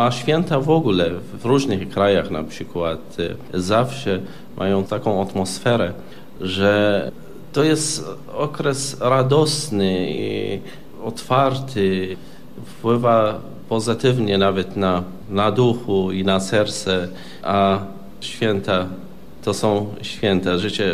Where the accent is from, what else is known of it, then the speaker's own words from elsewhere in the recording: Baghdad, Baghdad Governorate, Iraq; Polish is a second language; ja pochodzę z Bagdadu. Bagdad, które była podzielone pół na pół między muzułmanami a chrześcijanami.